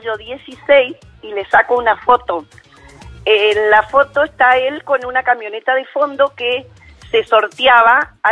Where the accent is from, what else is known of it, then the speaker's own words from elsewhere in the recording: Misiones, Argentina; nosotros somos de Misiones